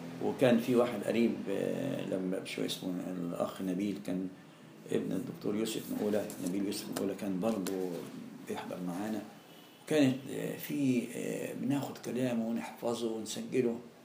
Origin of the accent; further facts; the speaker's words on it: Alexandria, Alexandria Governorate, Egypt; أنا كنت الوحيد من اسكندرية جالي أمر تكليف في المنطقة دي،